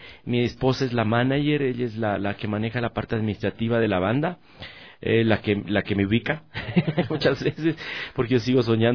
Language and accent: Spanish; Loja, Ecuador; de sacar al músico lojano que se encuentra, como decimos, en el hueco. Mi tierra es muy alejada, tú sabes, de traerlos para acá.